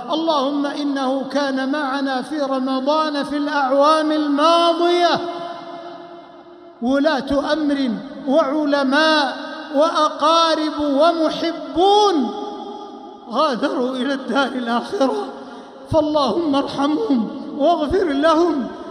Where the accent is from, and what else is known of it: Saudi Arabia